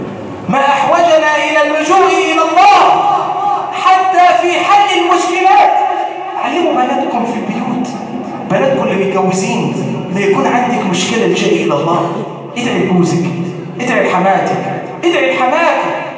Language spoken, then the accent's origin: Arabic; Egypt; اللهم ارزق بلادنا مصر الأمن والأمان،